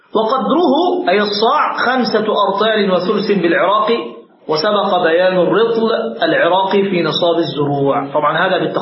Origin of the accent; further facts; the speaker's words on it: Egypt; كان عندنا في مصر مثلا عندك أقوات مختلفة